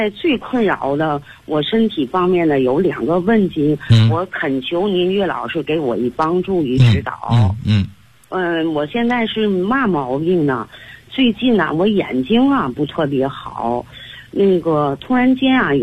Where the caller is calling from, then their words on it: Tianjin, China; 大家好，我是来自天津的。